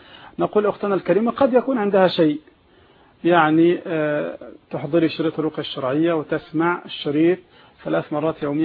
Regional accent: Egypt; احنا عندنا في مصر هنا الرصيد بالضبط

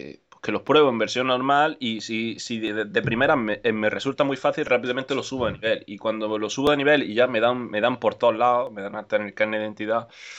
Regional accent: Granada, Andalusia, Spain; allí, de allí de mi tierra

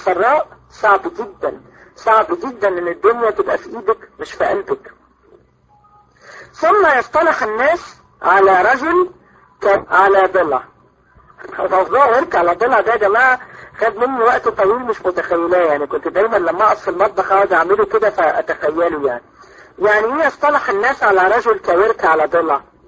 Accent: Egypt; عندنا في مصر

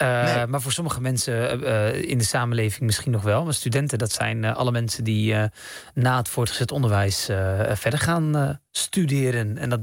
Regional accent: Rotterdam, South Holland, Netherlands; born there; Ik dacht, oh, dat heeft te maken met dat ik Marokkaanse roots heb of zo. Ik ben in Rotterdam geboren. Of dat ik islamitisch ben of zo.

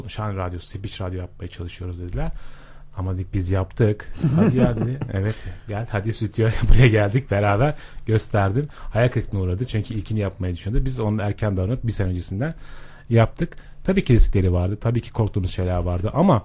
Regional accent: Erzurum, Turkey; Ben daha önce Erzurum'da görev yapıyordum ve Erzurumluyum.

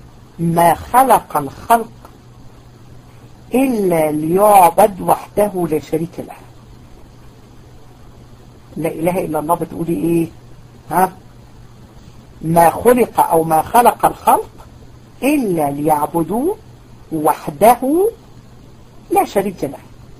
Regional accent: Egypt; واحنا كمان كمصريين متفائلين جدا ومتربيين على التفاؤل

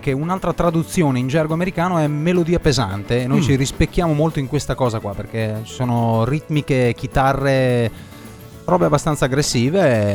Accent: Modena, Emilia-Romagna, Italy; veniamo da Modena

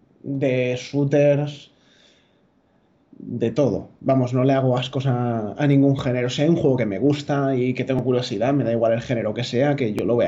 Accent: Valencia, Valencian Community, Spain; Pues soy de Valencia, tengo 24 años, estoy estudiando

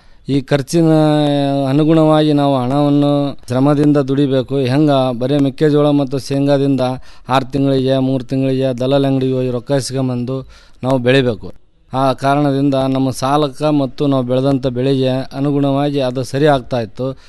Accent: Kamanur, Karnataka, India; ನಾವು ಜಿಲ್ಲಾ ಕೊಪ್ಪಳ ತಾಲೂಕಿನ ಕಾಮನೂರು ಗ್ರಾಮದವರು. ನಮ್ಮದು ಅವಿಭಕ್ತ ಕುಟುಂಬ. ನಾವು ಮೂಲತಃ ಕೃಷಿ ಆಧಾರಿತವಾದ ಕುಟುಂಬ.

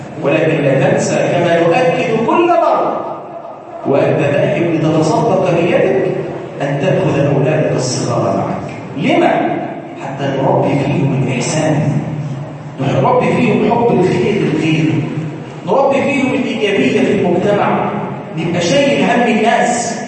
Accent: Egypt; اللهم ارزقنا في بلادنا مصر الاهل والامان

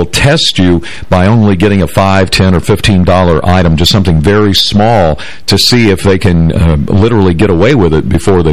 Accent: Detroit, Michigan, United States; I was even cognizant of something that happened to me growing up in Detroit.

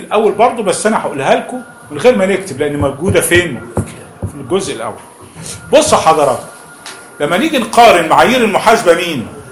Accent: Egypt; من القديم حتى عندنا في مصر

